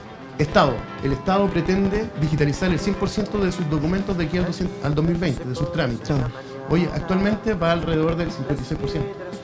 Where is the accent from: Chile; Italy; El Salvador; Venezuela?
Chile; Puente Alto, Santiago Metropolitan Region; Yo hoy día ando por la vida diciendo que soy de Puente Alto.